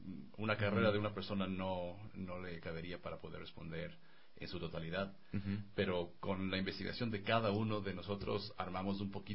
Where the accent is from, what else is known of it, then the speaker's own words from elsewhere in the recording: Ecuador; Creciendo en el Ecuador es muy difícil no apasionarse por la naturaleza. Yo desde pequeño tenía viajes increíbles a la costa, a la Amazonía, a Galápagos.